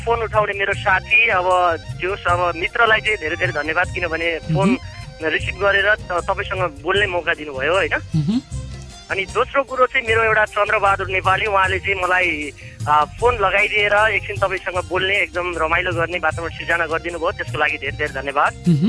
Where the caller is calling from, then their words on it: Ratnanagar, Bagmati, Nepal; अब निकै गर्मी छ, चितवनको गर्मी अब सहन नसक्ने